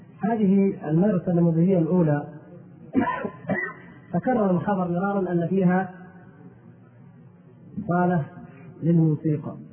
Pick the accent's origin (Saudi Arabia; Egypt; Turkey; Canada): Turkey; Arabic is a second language; وما كان عندنا في تركيا ما نعتد به أو نفتخر به،